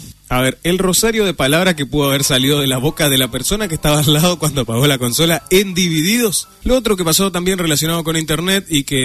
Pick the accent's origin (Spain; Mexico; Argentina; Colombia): Argentina; Corrientes; yo llegué como acostumbrado a la seriedad de cómo somos los correntinos